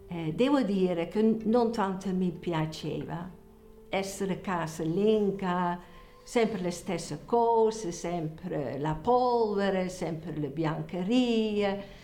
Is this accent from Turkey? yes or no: no; Netherlands; Italian is a second language; now in Italy; Sono 50 anni che sto in Italia e sono olandese.